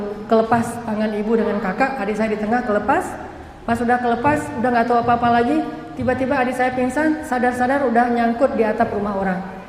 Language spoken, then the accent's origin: Indonesian; Banda Aceh, Aceh, Indonesia; Kan saya mah orang Aceh, tinggal di Banda Aceh.